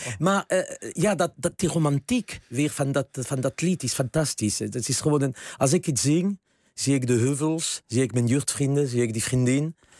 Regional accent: Gascony, France; Dutch is a second language; Wat deed ik? Ik ging gewoon met 4 vrienden en een vriendin fietsen. En geloof je mij, het is in de Gascogne echt anders dan hier.

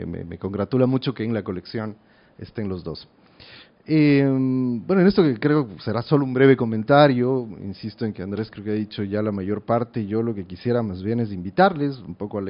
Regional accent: Ecuador; es muy grato para mí, siendo ecuatoriano

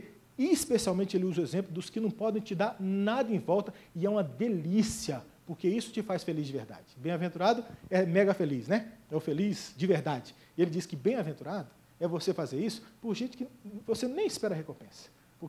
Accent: Goiás, Brazil; Eu sou do Goiás. No Goiás, se você manda um pudim numa vasilha, ele volta com arroz doce na mesma vasilha.

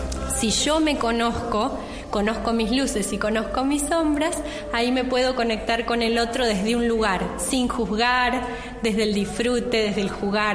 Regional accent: Buenos Aires, Argentina; born there; also born or lived in Villa Regina; Nací en Buenos Aires. Y Buenos Aires, a pesar de que es una ciudad que no me gusta, no me atrapó como para quedarme, ahí me pude formar y pude hacer un camino. Un tiempo viví en el Valle, en Villa Regina, hermoso.

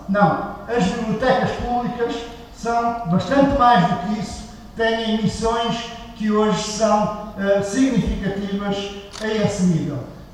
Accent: Portugal; por aquilo que somos enquanto portugueses

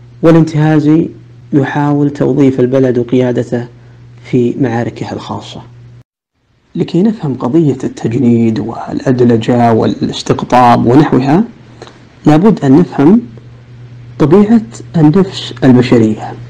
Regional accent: Saudi Arabia; وكلنا كسعوديين لنا الحق في الانتماء لها والولاء لقيادتها.

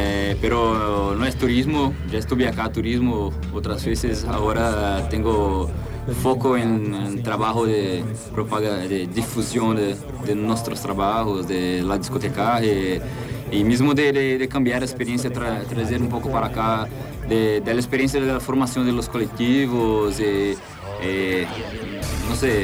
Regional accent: São Carlos, São Paulo, Brazil; Spanish is a second language; Y soy de San Carlos.

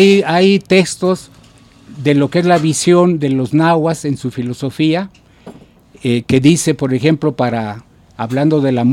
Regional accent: Mexico; si toda la vida voy a ser músico y como mexicano, tengo que saber cómo empezó la música en mi propia cultura

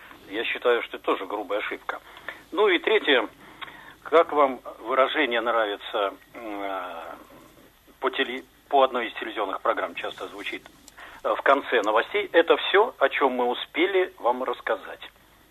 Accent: Saint Petersburg, Russia; я из Питера.

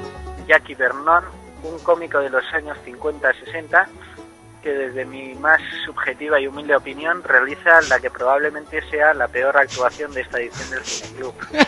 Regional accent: San Sebastián, Basque Country, Spain; Yo soy del de Amara Viejo.

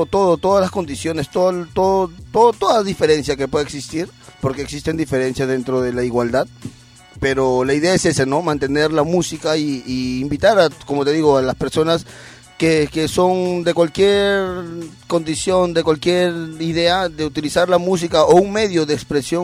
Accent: Peru; somos la mayoría peruanos

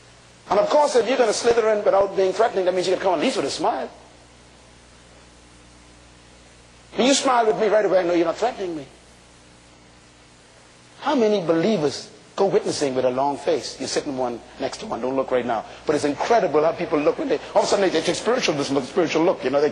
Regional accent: Bain Town, New Providence, Bahamas; When I was growing up in Bain Town

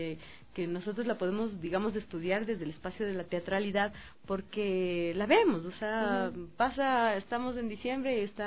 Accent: Chimborazo, Ecuador; yo vengo de Chimborazo y vengo directamente de una familia que mi papá hablaba quichua, mi abuelita hablaba quichua, que venían de una hacienda de Guamote, que mi mamá era ribambeña, pero mi papá no

